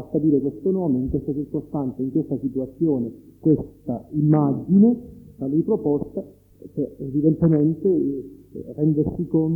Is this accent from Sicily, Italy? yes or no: yes; Sicily, Italy; Io sono siciliano e quindi figlio della cristianità